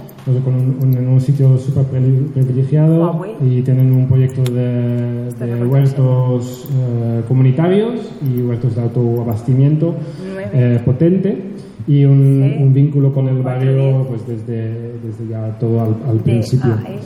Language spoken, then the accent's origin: Spanish; Netherlands; Spanish is a second language; moved away as an adult; also born or lived in United States; now in Catalonia, Spain; Pues yo soy medio holandés, medio yanqui, y llevo unos 15 años aquí en Cataluña